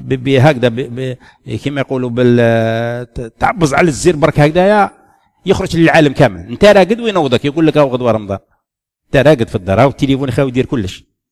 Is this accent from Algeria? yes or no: yes; Algeria; وحنا واحد الوقت كان عندنا في الجزائر لا يعتمدون الرؤية